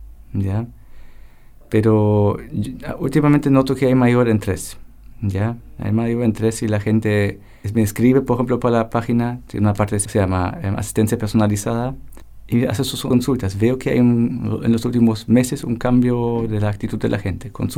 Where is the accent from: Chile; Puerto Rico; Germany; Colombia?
Germany; yo soy alemán